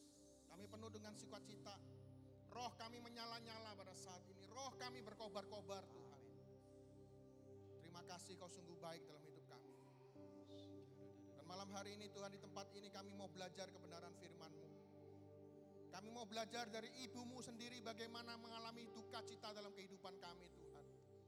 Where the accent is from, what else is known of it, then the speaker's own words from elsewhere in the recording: Surabaya, East Java, Indonesia; apa kabar? Saya dari Surabaya. Tepatnya saya bergereja di paroki Santo Marinus Surabaya, itu di daerah Kenjeran.